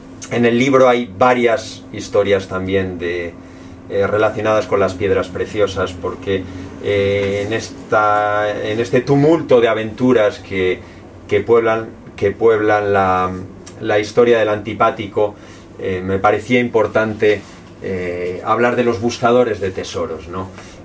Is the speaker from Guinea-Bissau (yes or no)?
no; Spain; now in Chamonix, France; Yo vivo en Francia, soy español y adoro la cultura española